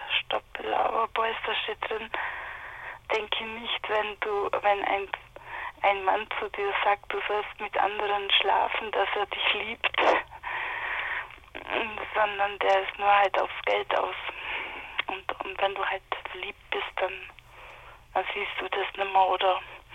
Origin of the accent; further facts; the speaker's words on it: Marktoberdorf, Bavaria, Germany; Und da bin ich eigentlich geboren in Marktoberdorf.